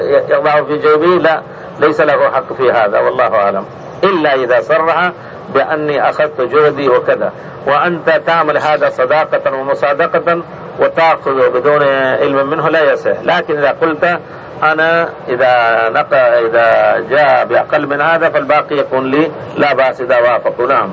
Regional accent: Egypt; عندنا في مصر نستاجر الأرض فيها البستان مثلا البرتقال السنة والسنتين

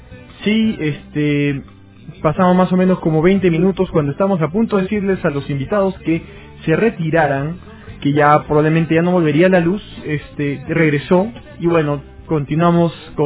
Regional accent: Peru; creo que es en esencia lo que somos los peruanos, es decir, una suma de identidades y colores de piel

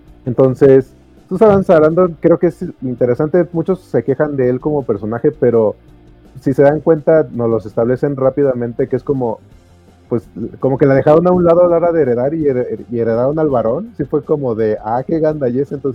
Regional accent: Mexico; pues así somos los mexicanos

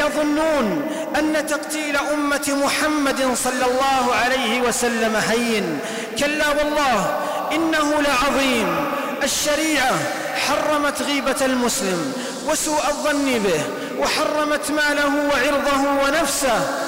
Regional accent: Saudi Arabia; وفي بلدنا المملكة العربية السعودية عجز العدو أن يخترق بلادنا عسكريا

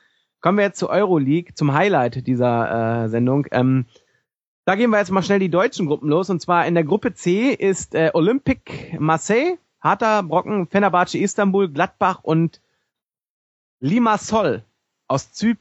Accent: Copenhagen, Capital Region of Denmark, Denmark; ich komme aus wie gesagt, aus Kopenhagen.

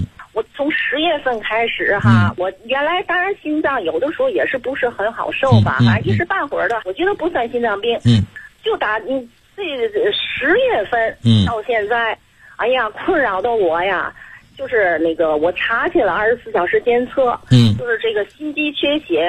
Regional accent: Tianjin, China; 我是我还没介绍我自己，我是天津的。

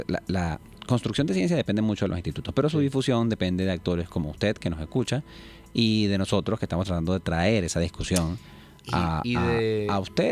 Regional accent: Venezuela; nos va a requerir como venezolanos

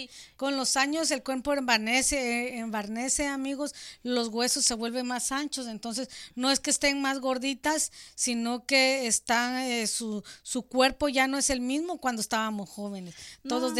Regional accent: Guatemala; como dicen en mi país, Guatemala, de bajón

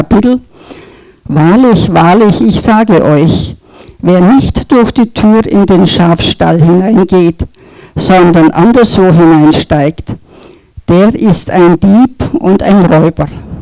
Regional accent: Bavaria, Germany; Kirche war mir von Kindheit an vertraut. Ich bin im evangelischen Dorf in Franken aufgewachsen. Wir gingen jeden Sonntag zur Kirche.

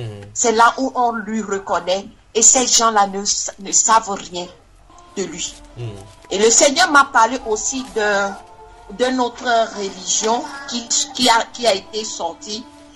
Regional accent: Togo; J'ai dit, je viens du Togo.

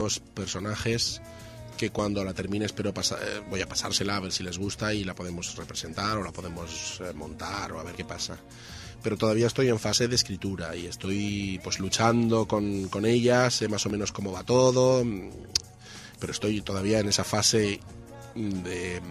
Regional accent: Bilbao, Basque Country, Spain; now in Madrid, Spain; Soy de Bilbao.

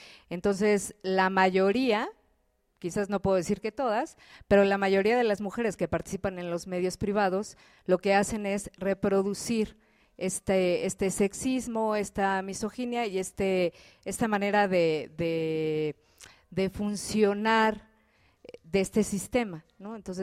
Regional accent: Mexico City, Mexico; now in Chiapas, Mexico; tengo 17 años viviendo aquí, soy originaria del Distrito Federal

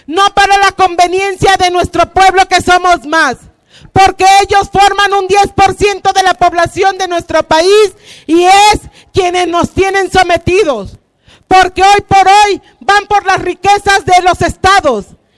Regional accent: Mexico; somos netamente mexicanos

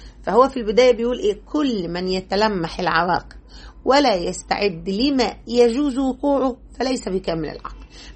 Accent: Egypt; الخطيرة دي نقدر نسميها بلغتنا احنا كمصريين

